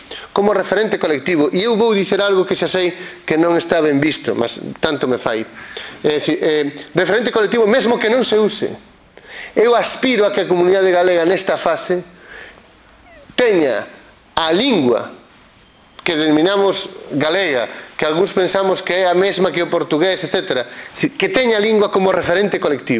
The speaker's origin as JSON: {"language": "Galician", "region": "Galicia", "country": "Spain", "said": "e que creo, como galego, en fin, como irredentista deste punto de vista que me considero"}